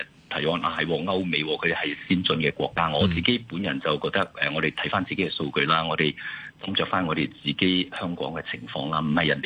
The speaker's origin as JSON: {"language": "Cantonese", "country": "China", "said": "如果你我哋中國人家好多啦，有父系、有母系、有姨媽、有姑姐等等"}